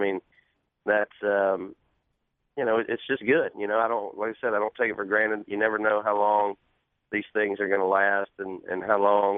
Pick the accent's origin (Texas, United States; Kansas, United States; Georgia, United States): Georgia, United States; growing up in Georgia, just being a huge Braves fan my whole life.